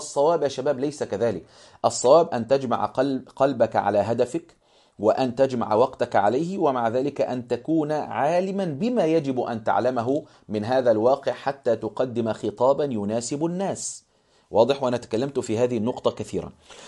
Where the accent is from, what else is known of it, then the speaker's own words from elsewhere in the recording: Egypt; مما هو منتشر عندنا في مصر في كثير من القرى والمدن كذلك